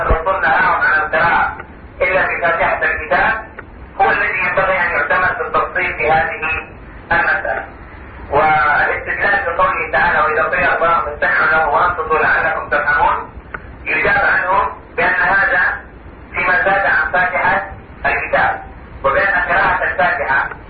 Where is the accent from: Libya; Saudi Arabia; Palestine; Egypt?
Saudi Arabia; عندنا في المملكة العربية السعودية